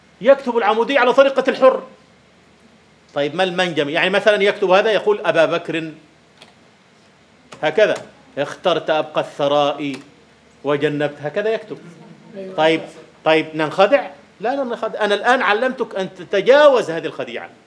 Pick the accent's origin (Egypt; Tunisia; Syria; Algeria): Egypt; أي والله عندنا في مصر في الريف في الريف يكتبون عبد الله هكذا